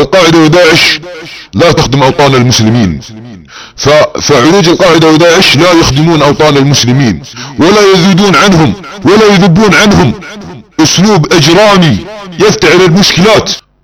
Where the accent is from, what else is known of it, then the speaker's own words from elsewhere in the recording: Saudi Arabia; نحن السعوديون أبناء المملكة العربية السعودية